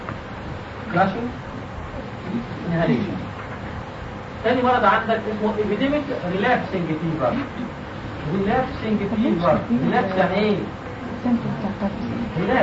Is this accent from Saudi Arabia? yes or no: no; Egypt; هما الخنادق انتشرت عندنا في مصر